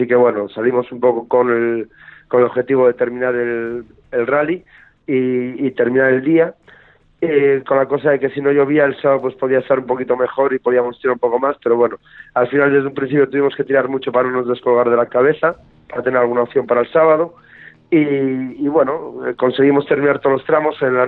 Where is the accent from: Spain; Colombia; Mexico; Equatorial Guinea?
Spain; Asturias; moved away; somos asturianos, aunque ya llevamos muchísimos años aquí viviendo en Andalucía, medio andaluces ya